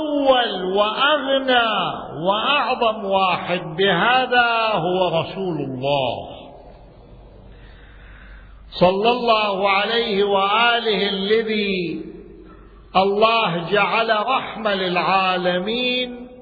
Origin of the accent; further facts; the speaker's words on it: Najaf, Najaf Governorate, Iraq; عرفني أنا من العراق من النجف الأشرف